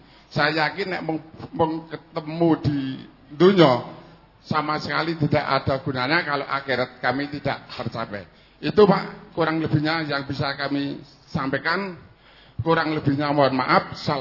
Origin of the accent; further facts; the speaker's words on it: Karanganyar, Central Java, Indonesia; asal dari Kutorjo, Balong Jenawi Karanganyar.